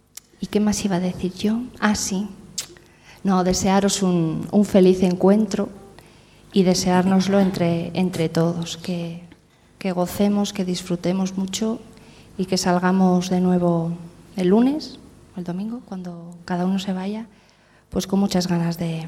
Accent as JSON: {"language": "Spanish", "town": "San Sebastián", "region": "Basque Country", "country": "Spain", "said": "vengo de San Sebastián."}